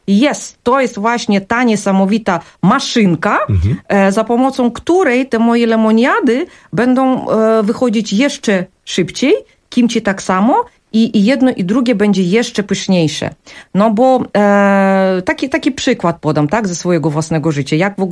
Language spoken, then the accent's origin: Polish; South Korea; Ja jako rodowita Koranka przerobiłam to powiedzenie właśnie na ten swój koreański sposób.